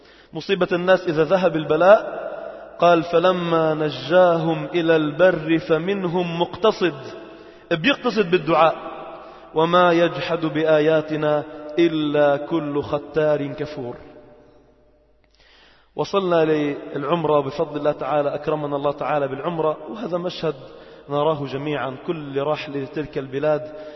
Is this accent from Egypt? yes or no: no; Lebanon; يعني مش مفتوح مثل عندنا في لبنان